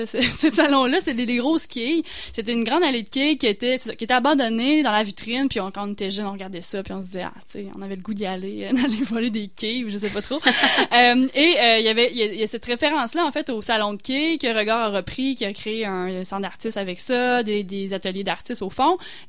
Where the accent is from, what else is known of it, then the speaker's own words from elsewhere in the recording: Lévis, Quebec, Canada; Moi, je suis quelqu'un de Lévis, j'ai été à l'école secondaire à côté de l'ancien Regard quand c'était sur la côte du Passage.